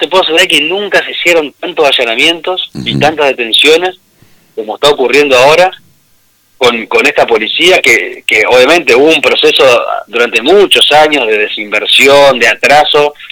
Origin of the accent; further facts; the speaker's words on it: Argentina; creo que como argentinos estamos madurando